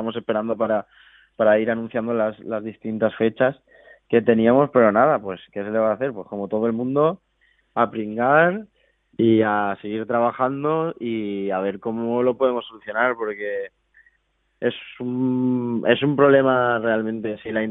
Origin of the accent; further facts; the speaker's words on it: Valencia, Valencian Community, Spain; somos de Valencia. Nosotros tenemos dos idiomas, entonces entre nosotros hablamos los dos.